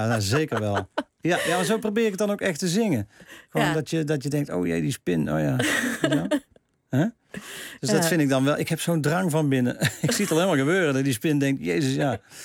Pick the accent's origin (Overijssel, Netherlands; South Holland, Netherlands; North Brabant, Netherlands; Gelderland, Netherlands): North Brabant, Netherlands; Tilburg; born there; also born or lived in Hilvarenbeek; En ik ben geboren in Tilburg en ging naar Hilvarenbeek.